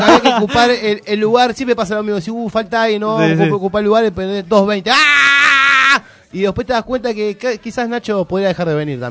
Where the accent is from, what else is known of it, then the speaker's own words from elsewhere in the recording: Argentina; ¿Somos o no somos argentinos?